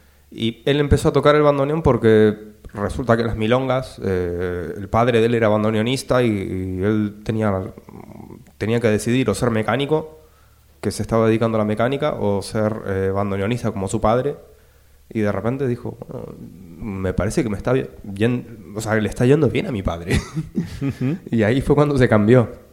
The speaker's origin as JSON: {"language": "Spanish", "country": "Chile", "said": "Soy de Chile."}